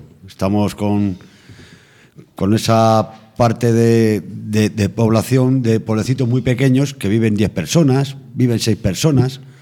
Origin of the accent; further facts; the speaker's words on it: Azuqueca de Henares, Castilla-La Mancha, Spain; venimos de un pueblo de Guadalajara, de Azuqueca de Henares. Y allí hemos nacido, allí nos hemos crecido y allí hacemos la vida, nuestros trabajos, nuestras cosas.